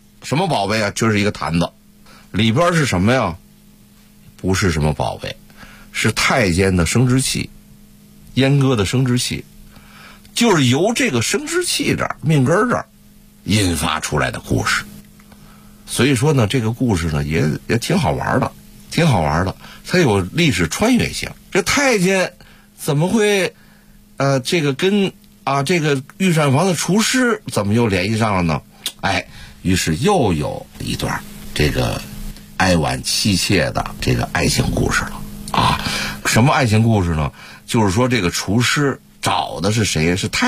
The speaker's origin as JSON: {"language": "Chinese", "region": "Beijing", "country": "China", "said": "这个杂碎跟我们北京人吃那个杂碎啊还不一样"}